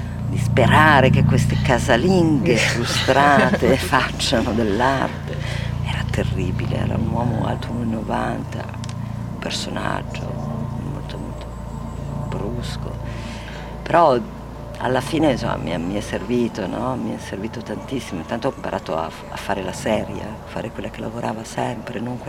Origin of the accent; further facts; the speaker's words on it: Trentino-Alto Adige, Italy; io sono vissuta in Val di Sori, in un posto a 1000 metri dove c'era una natura molto selvaggia, parliamo degli anni 63, 64, 65, cioè anni in cui non c'era ancora il turismo